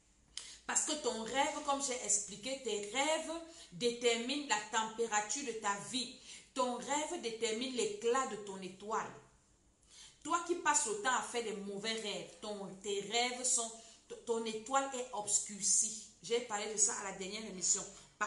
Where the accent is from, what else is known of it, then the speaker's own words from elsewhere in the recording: Cameroon; Parce que ça t'annonce les couleurs, comme on dit chez nous au Cameroun.